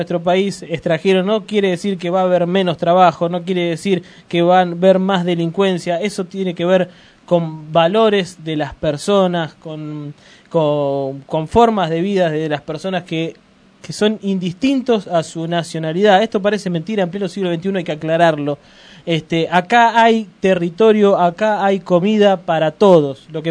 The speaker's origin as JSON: {"language": "Spanish", "country": "Argentina", "said": "nosotros somos argentinos cuando nacemos en Argentina y somos argentinos cuando elegimos ser argentino."}